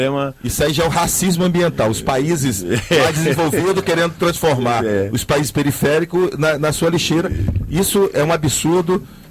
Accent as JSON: {"language": "Portuguese", "region": "Rio Grande do Norte", "country": "Brazil", "said": "E você sabe, eu sou do Rio Grande do Norte."}